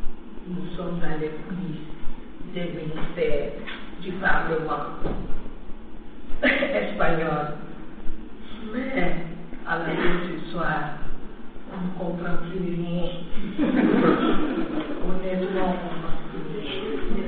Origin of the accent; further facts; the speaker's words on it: Burkina Faso; Je suis du Burkina Faso, je suis productrice